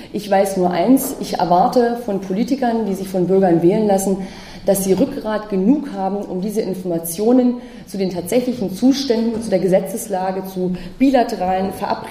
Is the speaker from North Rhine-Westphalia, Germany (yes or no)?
yes; Bergkamen, North Rhine-Westphalia, Germany; also born or lived in Brandenburg; Ich komme aus zwei Kohleregionen. Ich bin aufgewachsen in Brandenburg, da gab es die Braunkohle. Und am Nordostrand des Ruhrgebietes in Bergkamen, wenn Ihnen das was sagt, bin ich groß geworden.